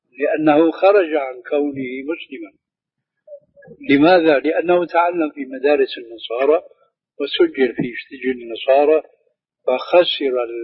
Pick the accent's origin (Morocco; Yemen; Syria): Syria; أيوة، هذه بسموها عندنا في سوريا برازيت، يعني تشويش